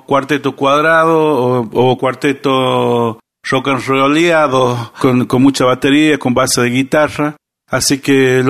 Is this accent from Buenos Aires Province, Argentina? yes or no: no; Chamical, La Rioja, Argentina; born there; nacimos e hicimos base en Chamical, provincia de La Rioja